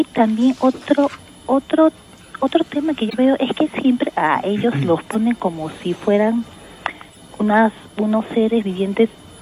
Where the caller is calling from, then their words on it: Chorrillos, Lima, Peru; De Chorrillos.